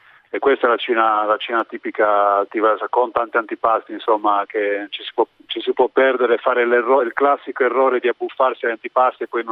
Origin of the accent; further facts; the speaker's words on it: Olbia, Sardinia, Italy; io sono di Olbia, vivo a Volfaranchi